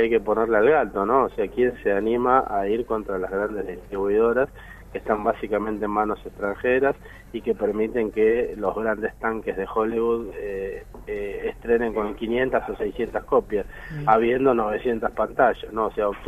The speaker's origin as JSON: {"language": "Spanish", "country": "Argentina", "said": "Somos simplemente artistas argentinos que queremos expresarnos"}